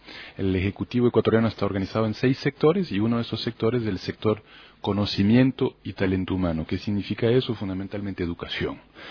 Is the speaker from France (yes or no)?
yes; France; moved away as an adult; also born or lived in London; Si bien nací y crecí en Francia, muy joven me fui a Londres, hice estudios universitarios allá